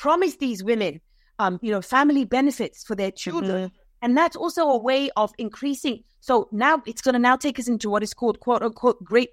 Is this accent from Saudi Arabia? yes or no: yes; Saudi Arabia; now in United States; I grew up in Saudi Arabia. I know. But what I also know, because I've lived in the United States for 22 years